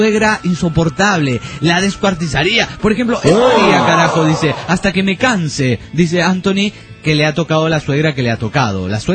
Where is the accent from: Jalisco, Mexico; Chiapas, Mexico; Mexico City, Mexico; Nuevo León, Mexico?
Jalisco, Mexico; San Diego de Alejandría; de Jalisco, de San Diego de Alejandría, Jalisco.